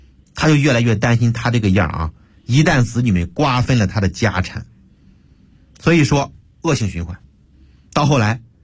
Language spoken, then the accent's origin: Chinese; China; 可能我们中国人的观念里边都说子承父业